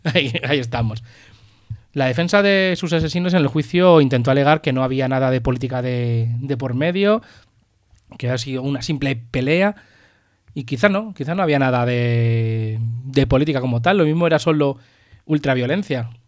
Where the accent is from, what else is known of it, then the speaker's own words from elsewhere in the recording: Pinto, Community of Madrid, Spain; Hablo del de un chico de mi pueblo, de Pinto